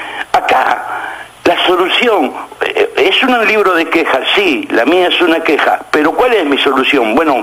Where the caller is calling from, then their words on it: La Boca, Buenos Aires, Argentina; de la Boca.